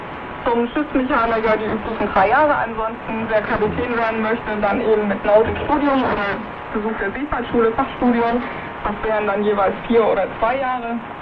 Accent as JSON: {"language": "German", "region": "Baden-Württemberg", "country": "Germany", "tie": "born or raised there", "lives_now": "Bremerhaven, Germany", "said": "ich bin früher am Neckar aufgewachsen und fand da die Binnenschiffe immer sehr schön."}